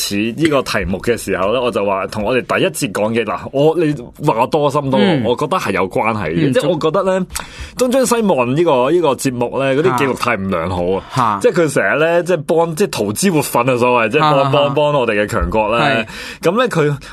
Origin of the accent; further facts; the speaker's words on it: China; 呢啲踎刺，我哋中国人先用到噶